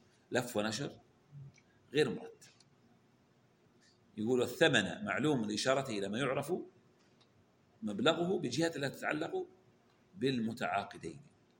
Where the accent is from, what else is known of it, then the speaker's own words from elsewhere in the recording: Saudi Arabia; عندنا في السعودية رولة يلفون عليه القماش